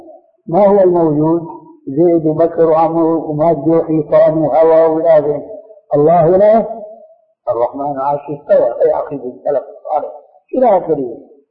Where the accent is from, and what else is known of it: Syria